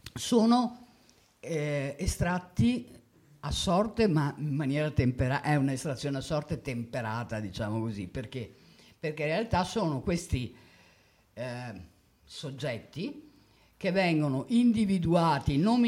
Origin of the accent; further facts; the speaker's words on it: Padua, Veneto, Italy; pur essendo padovano vi assicuro che non è affatto amico mio.